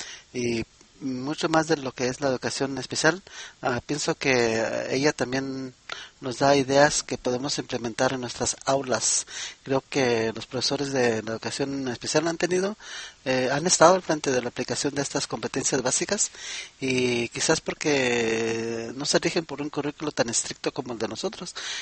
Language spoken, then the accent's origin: Spanish; United States; El inglés, vamos a decir que es mi primer lengua académica. Fui aquí a la escuela en Estados Unidos desde muy pequeño y ahora empiezo a dominar el español académico.